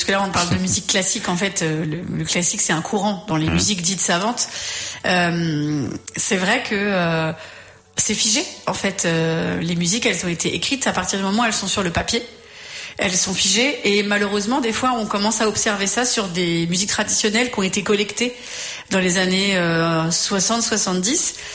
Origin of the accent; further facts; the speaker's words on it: Ireland; Moi, je viens d'Irlande et je fais comme ça.